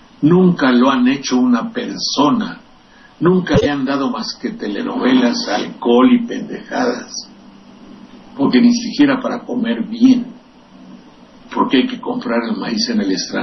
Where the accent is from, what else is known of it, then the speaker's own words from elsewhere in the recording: San Andrés Tlalnelhuayocan, Veracruz, Mexico; de San Andrés Tlalnehuayocan, de mi tierra, preguntando